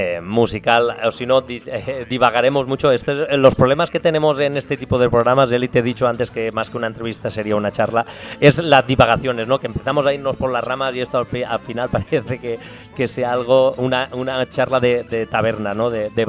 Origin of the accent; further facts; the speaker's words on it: Ontinyent, Valencian Community, Spain; yo soy de Ontiñán, ¿no?